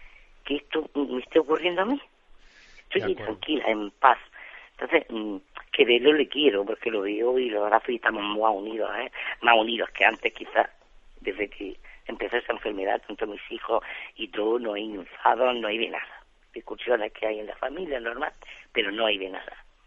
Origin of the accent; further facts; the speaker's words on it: Almería, Andalusia, Spain; Soy de Almería y quería hacer una pregunta.